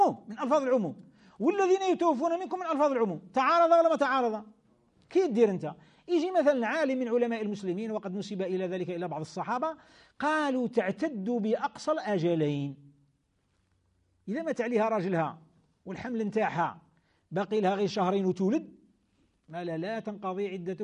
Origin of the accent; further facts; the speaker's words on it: Algeria; احنا في بلادنا الجزائر، بلاد الخير، بلاد الإسلام